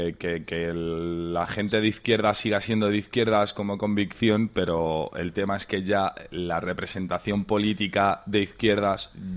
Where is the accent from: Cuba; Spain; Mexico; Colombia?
Spain; Madrid, Community of Madrid; tengo 31 años, que soy residente de Madrid de toda la vida